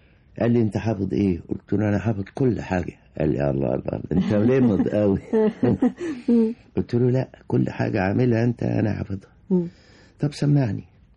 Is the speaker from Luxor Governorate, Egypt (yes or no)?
no; Abu Qurqas, Minya Governorate, Egypt; وحفظت القرآن في أبو قرقاص مديرية محافظة المنيا.